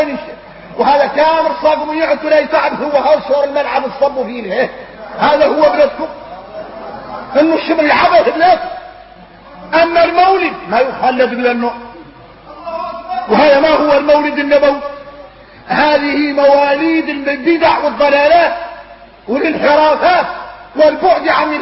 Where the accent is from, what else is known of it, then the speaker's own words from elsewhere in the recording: Mauritania; واحنا موريتاني خارجنا من حب الدنيا يخلع